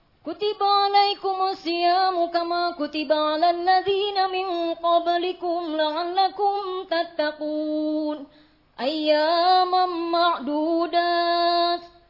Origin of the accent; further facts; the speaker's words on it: Karawang, West Java, Indonesia; now in Klaten, Indonesia; dari Klaten dan asalnya saya dari Karawang, daerah Sunda.